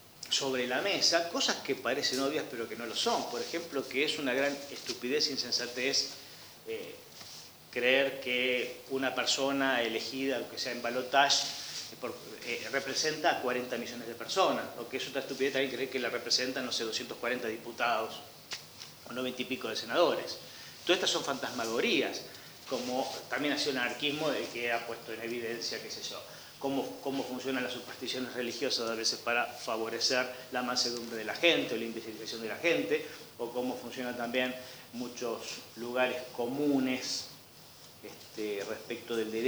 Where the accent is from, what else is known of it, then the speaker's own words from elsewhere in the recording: Argentina; Juan Pérez, que vive en Ushuaia, Cacho González, que vive en Jujuy, y yo somos argentinos